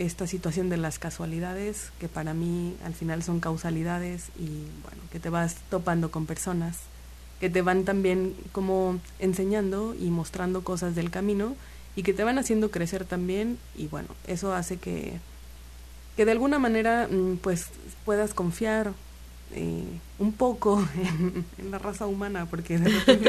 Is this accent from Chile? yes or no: no; Xalapa, Veracruz, Mexico; now in Cancún, Mexico; Yo soy de aquí de Jalapa y me fui a Cancún.